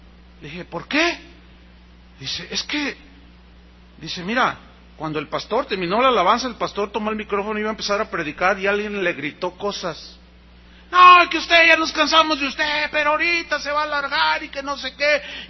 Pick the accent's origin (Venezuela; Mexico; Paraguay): Mexico; San Luis Potosí; yo tengo familia en la ciudad donde nací. Yo soy de San Luis Potosí.